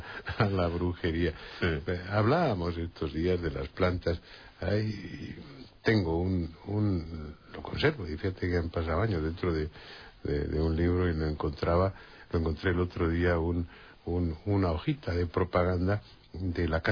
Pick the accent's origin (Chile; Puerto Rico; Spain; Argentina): Spain; le dije que no me llame usted gringo, que no soy gringo, soy español.